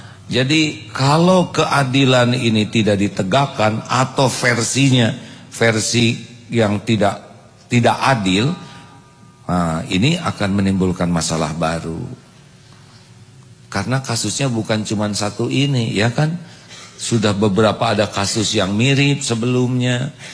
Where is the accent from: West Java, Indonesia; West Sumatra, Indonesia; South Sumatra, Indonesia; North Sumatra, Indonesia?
West Java, Indonesia; Satu, kalau saya ya, saya orang Jawa Barat nih.